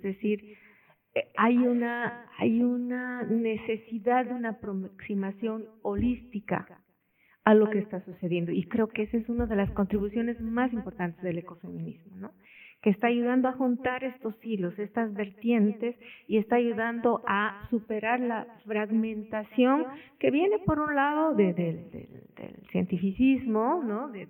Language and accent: Spanish; Bolivia; Yo soy boliviana, vivo en La Paz